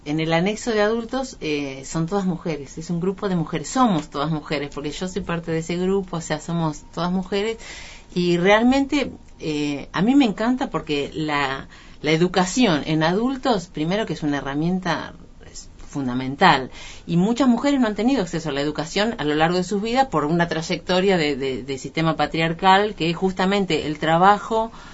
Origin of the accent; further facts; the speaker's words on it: San Antonio Este, Río Negro, Argentina; Yo nací en un pueblo de Río Negro, que es en la costa, que se llama San Antonio Este. Un pueblo de pescadores, de gente dedicada a la pesca.